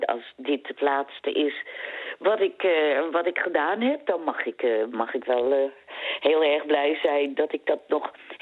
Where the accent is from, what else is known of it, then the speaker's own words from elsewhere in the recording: Amsterdam, North Holland, Netherlands; Toen kreeg ik ook weer de opdracht om spraaklessen te nemen. Omdat, ik kom uit Amsterdam.